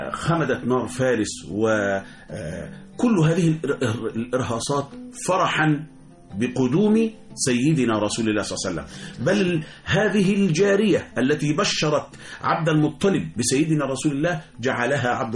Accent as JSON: {"language": "Arabic", "country": "Egypt", "said": "وإحنا كشعب مصر، إحنا كمصريين كل حاجة عندنا بالصلاة على النبي"}